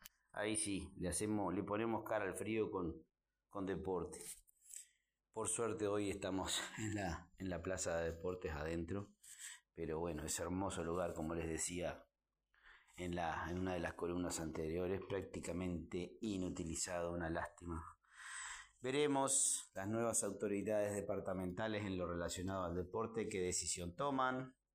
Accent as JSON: {"language": "Spanish", "country": "Uruguay", "said": "la verdad nos viene como uruguayos, y con un poquito de sensibilidad nos tiene que por lo menos conmover un poco"}